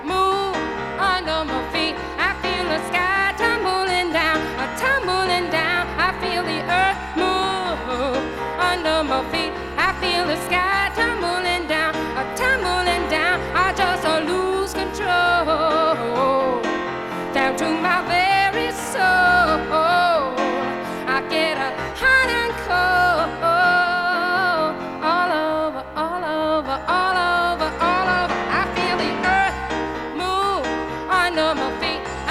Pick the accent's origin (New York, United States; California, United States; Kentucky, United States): New York, United States; Brooklyn; born there; This is probably a sure way to get applause, but I was born in Brooklyn. And so coming back to New York is, for me, ho